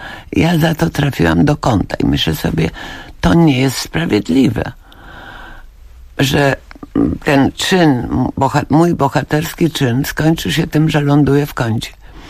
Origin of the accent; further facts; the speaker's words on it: Legnica, Lower Silesian Voivodeship, Poland; A potem uświadomiłam sobie, ile ja zawdzięczam temu, że dorastałam właśnie w Legnicy. Dlatego, że Legnica była wielonarodowa.